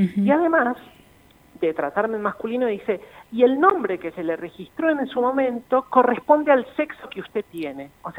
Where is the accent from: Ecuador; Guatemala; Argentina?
Argentina; Salta; now in Buenos Aires, Argentina; yo vivo en la ciudad de Buenos Aires ahora, pero nací y crecí en Salta hasta que mi familia migró a la ciudad de Buenos Aires. Migramos todos juntos por cuestiones laborales y de ellos, de mis padres.